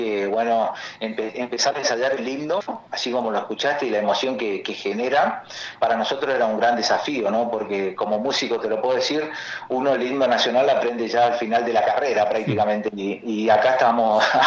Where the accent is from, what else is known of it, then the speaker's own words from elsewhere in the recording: Chaco, Argentina; va a ir a parar hasta el norte, hasta el litoral, de donde yo soy, hasta el Chaco.